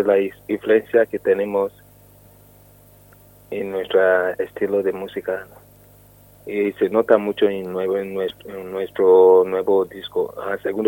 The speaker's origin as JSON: {"language": "Spanish", "country": "Nigeria", "second_language": "Spanish", "moved": "as an adult", "lives_now": "Madrid, Spain", "said": "como soy nigeriano y ya tocaba música africana, música nigeriana, que es Afrobeat, desde Nigeria"}